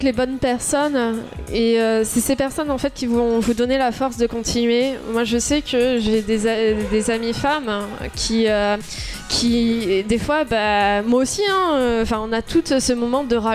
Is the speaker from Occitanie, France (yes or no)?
yes; Toulouse, Occitanie, France; surtout qu'on est tous de Toulouse